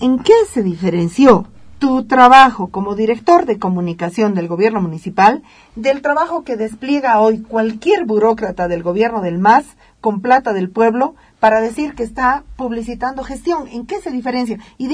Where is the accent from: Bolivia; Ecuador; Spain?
Bolivia; Ahorita yo, como ciudadana boliviana, digo